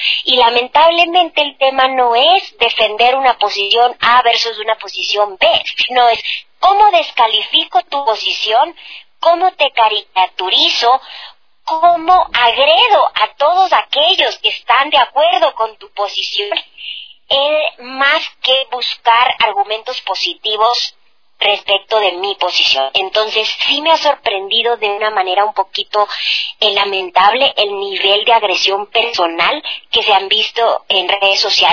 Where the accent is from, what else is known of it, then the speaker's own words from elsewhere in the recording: Ecuador; now in abroad; lo vivo como ecuatoriana, pero ya no vivo el día a día del proceso electoral